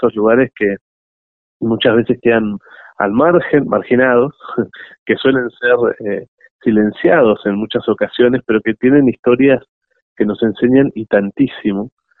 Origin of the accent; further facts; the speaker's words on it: Bariloche, Río Negro, Argentina; Bariloche, que es mi ciudad natal. Yo soy nacido y criado allí y tengo, bueno, mi familia y gente muy querida por allá